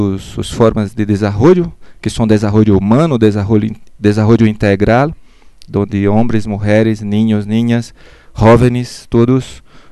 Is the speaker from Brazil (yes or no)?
yes; Brazil; Spanish is a second language; moved away as an adult; now in Mexico; Y sí, vengo de Brasil, estoy acá ya algunos meses en México